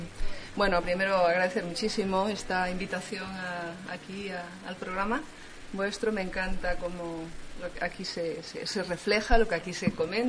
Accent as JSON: {"language": "Spanish", "town": "Madrid", "region": "Community of Madrid", "country": "Spain", "said": "Desde Madrid."}